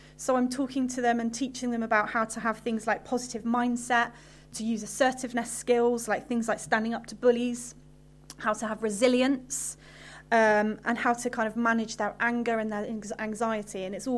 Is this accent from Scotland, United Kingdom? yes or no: no; Henbury, South West England, United Kingdom; I used to come here to this church when I was younger, and I grew up in Henbury. I went to Henbury School, so I'm a local girl.